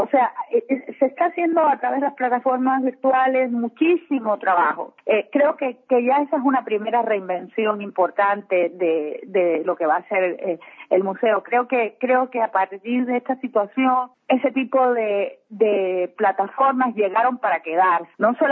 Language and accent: Spanish; Cuba; now in Ecuador; yo soy cubana de origen. Vine a este país hace 22 años.